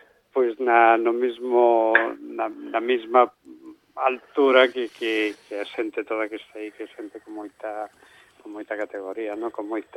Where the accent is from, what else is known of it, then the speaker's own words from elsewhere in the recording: Galicia, Spain; born there; eu logo de nacemento realmente son pontevedrés. Quero dicir, eu nací ao lado do mar, non?